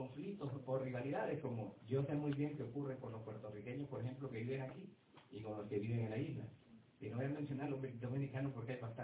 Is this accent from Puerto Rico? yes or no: no; Honduras; now in New York, United States; soy hondureño … pero vivo aquí en Nueva York.